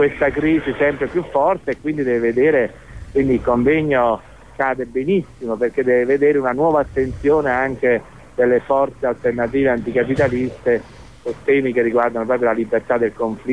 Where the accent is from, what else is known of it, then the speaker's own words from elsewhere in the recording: Naples, Campania, Italy; Io sono napoletano